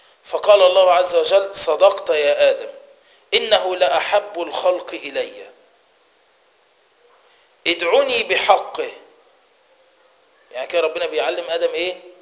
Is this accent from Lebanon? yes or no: no; Egypt; وعروسة المولد وحصان المولد، ده عندنا في مصر